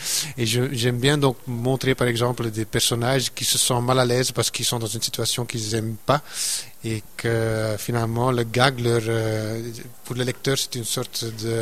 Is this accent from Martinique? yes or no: no; Flanders, Belgium; accent: Flemish; first language Dutch; French is a second language; comme je suis un flamand, d'où mon accent d'ailleurs, je suis un néerlandophone à la base